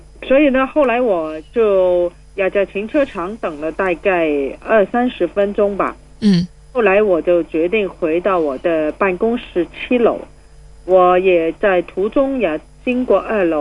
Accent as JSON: {"language": "Chinese", "country": "Hong Kong", "said": "没有了我们香港人原来的优点，包括法治精神，包括我们的经济繁荣，包括我们政治稳定"}